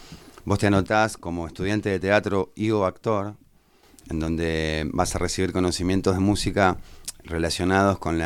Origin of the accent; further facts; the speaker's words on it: San Fernando, Buenos Aires Province, Argentina; Vengo de la provincia de Buenos Aires.